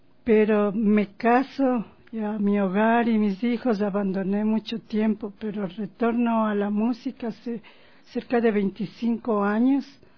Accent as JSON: {"language": "Spanish", "town": "Baños", "region": "Tungurahua", "country": "Ecuador", "said": "En mis presentaciones yo siempre paso los videos de mi tierra, que es Baños de Tungurahua y también de Ambato."}